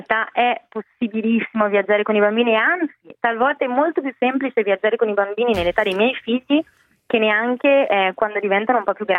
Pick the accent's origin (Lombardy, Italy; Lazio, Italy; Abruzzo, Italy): Lombardy, Italy; Bergamo; anche lei della stessa città da cui vengo io, che è Bergamo, perché sono originaria di Bergamo